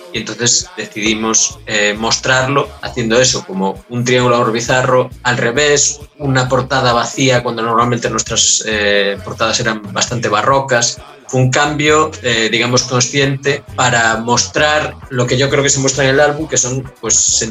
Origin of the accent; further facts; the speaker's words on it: Galicia, Spain; Nosotros somos de Galicia, no estamos situados en las capitales, digamos, de ni siquiera de nuestras provincias, quiero decir, estamos un poquito en los márgenes dentro de España.